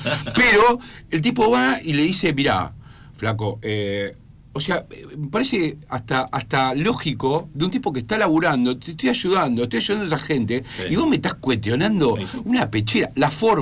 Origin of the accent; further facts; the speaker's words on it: Argentina; No hay derecha ni izquierda, somos todos argentinos.